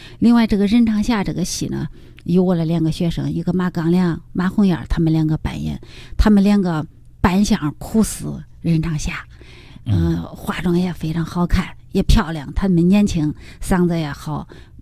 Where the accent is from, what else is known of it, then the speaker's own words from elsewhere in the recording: Henan, China; 展现我们河南人的形象，河南人的风采。